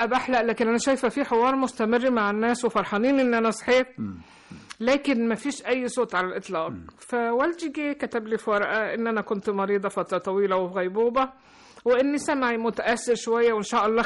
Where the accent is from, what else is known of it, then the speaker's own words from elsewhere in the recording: Cairo, Cairo Governorate, Egypt; born there; في القاهرة. أيوة.